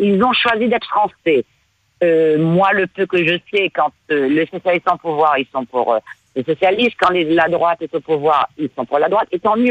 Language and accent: French; Réunion, France; je connais la problématique Mayotte-Comores, je suis réunionnaise.